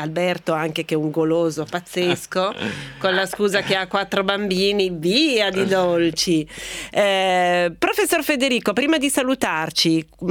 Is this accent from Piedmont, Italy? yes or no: yes; Turin, Piedmont, Italy; sono nata e cresciuta a Torino, che dove insomma è il cioccolato